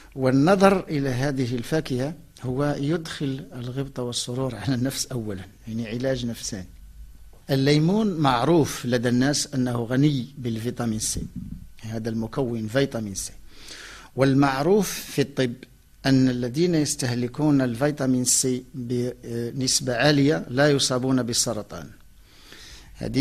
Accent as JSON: {"language": "Arabic", "country": "Morocco", "said": "ولكن التفاح عندنا في المغرب، النوع ديال المغرب هو ينضج في شهر 6"}